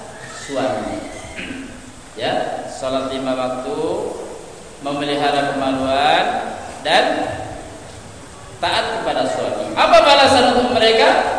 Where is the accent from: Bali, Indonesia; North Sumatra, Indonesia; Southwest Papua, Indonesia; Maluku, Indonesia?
North Sumatra, Indonesia; Medan; Seperti orang-orang di kampung kami sana di Medan